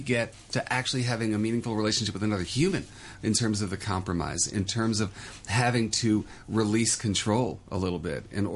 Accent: New York, United States; now in Hong Kong; I'm from New York, and Hong Kong is very much the same, apartment living.

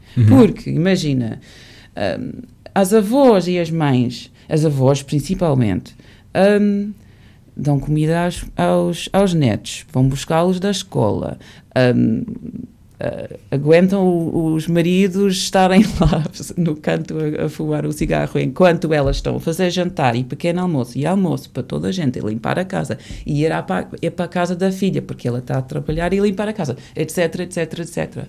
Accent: England, United Kingdom; Portuguese is a second language; now in Portugal; Porque quando era miúda eu, na Inglaterra, a bata usava-se por muitas pessoas

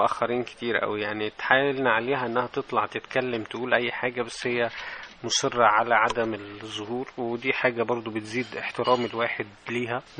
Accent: Shabrawin, Sharqia Governorate, Egypt; أنا تربيت في الريف في قرية اسمها الشبراوين في مركز هيهيا في محافظة الشرقية.

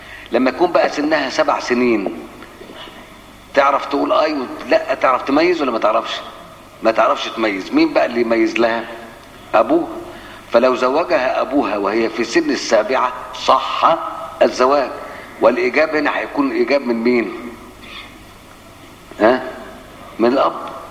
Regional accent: Egypt; والعادة بتاعت الناس عندنا في مصر

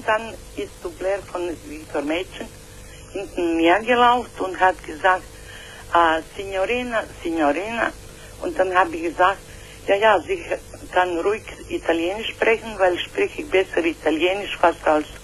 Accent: Zagreb, City of Zagreb, Croatia; born there; German is a second language; also, ich bin geboren in Zagreb.

